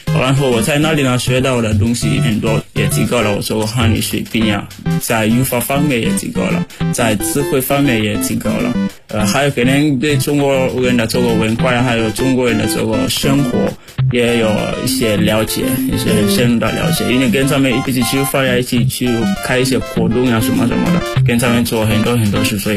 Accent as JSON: {"language": "Chinese", "country": "Sierra Leone", "second_language": "Chinese", "lives_now": "China", "said": "我来自塞拉利昂，然后我在中国传媒大学已经3年多了，我学习汉语，就是我的专业是国际汉语教育"}